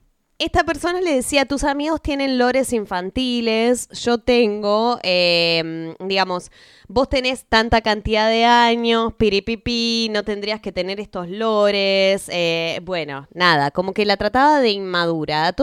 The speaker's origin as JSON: {"language": "Spanish", "region": "Buenos Aires", "country": "Argentina", "said": "quienes somos de Capital"}